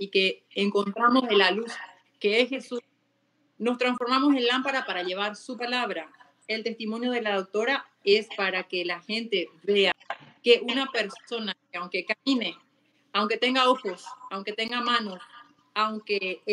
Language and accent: Spanish; Argentina; now in Paraguay; Yo soy argentina, estudié allá